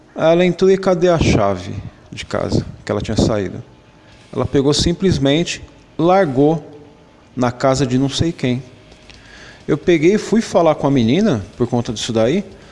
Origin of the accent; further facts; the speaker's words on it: São Paulo, Brazil; sou aqui de São Paulo, sou casado há 17 anos